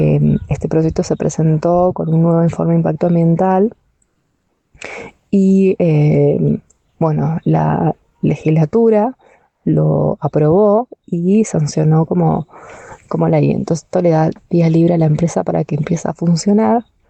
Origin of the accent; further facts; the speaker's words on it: Uspallata, Mendoza, Argentina; soy de Uspallata, una localidad que queda al oeste de Argentina, en la provincia de Mendoza.